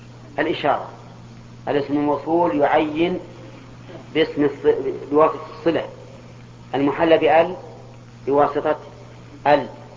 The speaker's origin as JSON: {"language": "Arabic", "region": "Al-Qassim", "country": "Saudi Arabia", "said": "الكنية عندنا في القصيم لكلها القصيم أولاد علي"}